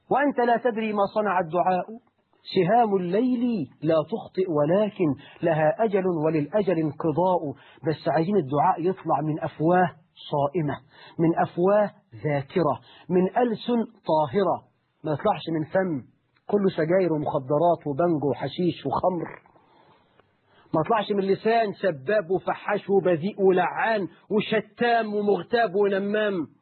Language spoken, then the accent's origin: Arabic; Egypt; أنتوا عارفين إحنا كمصريين بنتكلم كل سنة في المحمول بكام؟